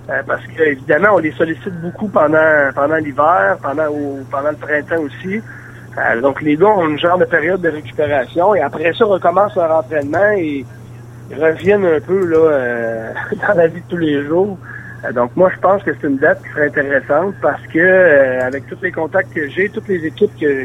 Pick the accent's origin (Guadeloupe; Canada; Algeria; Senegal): Canada; Saint-Félicien, Quebec; c'est le club de golf de ma région natale. Je vais quasiment dire ma ville natale. Je suis natif de Saint-Félicien, donc Saint-Prime, évidemment. C'est le club de golf où j'ai grandi, où j'ai appris à jouer au golf.